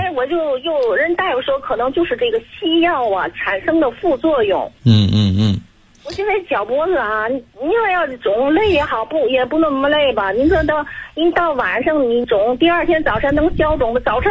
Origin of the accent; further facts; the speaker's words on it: Tianjin, China; 我还没介绍我自己，我是天津的。